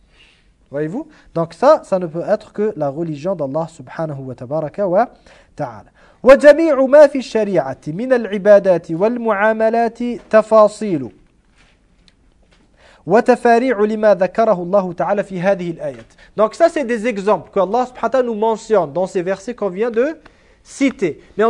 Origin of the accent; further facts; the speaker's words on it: Iran; Moi, je viens de l'Iran, je suis chiite d'origine